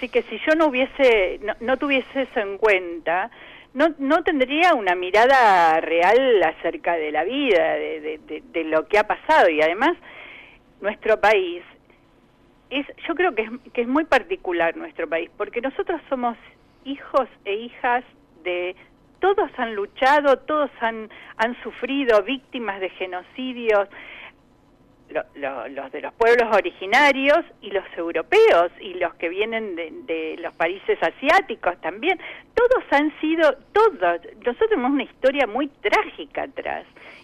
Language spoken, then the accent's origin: Spanish; Argentina; No quiero hablar de que lo que nos pasa como argentinos es el centro del mundo.